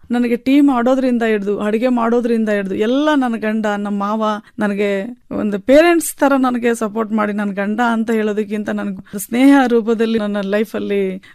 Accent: Betkaduru, Karnataka, India; ನನ್ನ ಬಾಲ್ಯ ಜೀವನ ಅಂತೂ ಬೆಟ್ಕಡೂರು ಗ್ರಾಮದಲ್ಲಿ ಪ್ರಾಥಮಿಕ ಶಾಲೆ, ನಂತರ ಹಿರಿಯ ಪ್ರಾಥಮಿಕ ಶಾಲೆ ತಾಳಿಕಟ್ಟೆ ಅಂತ, ಹೈಸ್ಕೂಲು ಚನ್ನಗಿರಿ ಅಂತ, PUC ಶಿವಮೊಗ್ಗ.

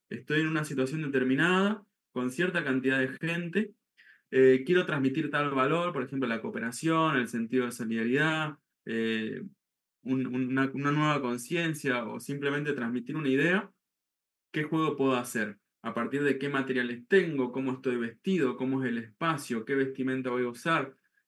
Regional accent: Mendoza, Argentina; Y ahí llegué a Mendoza, donde yo nací, donde yo soy

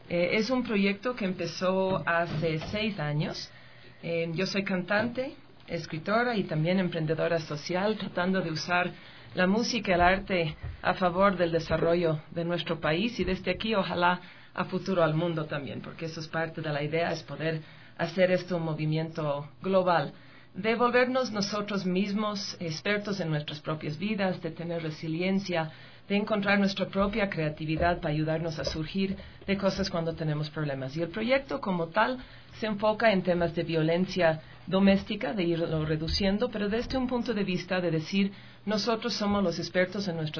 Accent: New York, United States; now in Tumbaco, Ecuador; Originalmente soy de Nueva York, pero la verdad yo me gusta decir que soy de la Santa República de Tumbaco.

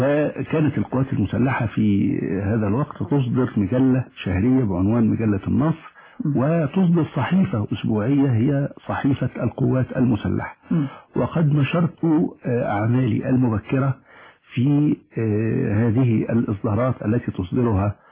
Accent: Alexandria, Alexandria Governorate, Egypt; أنا سكندري الأصل. ولدت في الإسكندرية ويعني الإسكندرية التي عشت فيها كانت تختلف كثيرا عن الإسكندرية الحالية. لم تكن مزدحمة بهذه الصورة

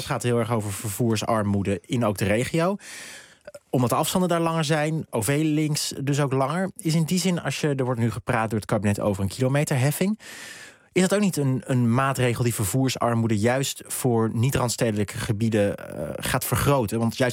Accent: Gelderland, Netherlands; ik kom zelf uit de Achterhoek

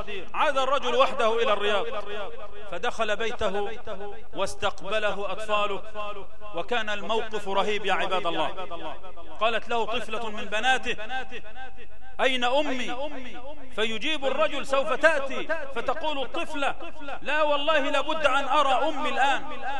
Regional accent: Egypt; اللهم اجعل بلدنا مصر آمنا مطمئنا سخاء رخاء

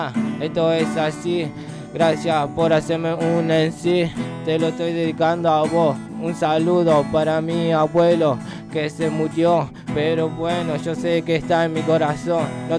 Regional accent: Rosario, Santa Fe, Argentina; Yo soy leproso, soy rosarino, aguante Bellavista, zona este.

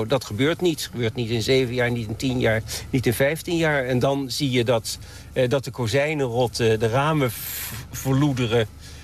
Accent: The Hague, South Holland, Netherlands; Ik woon er niet naast, maar ik ben een Hagenaar.

